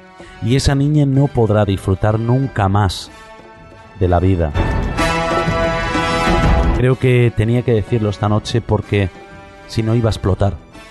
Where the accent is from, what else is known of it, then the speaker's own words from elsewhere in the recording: Spain; expreso mi derecho como español a exigir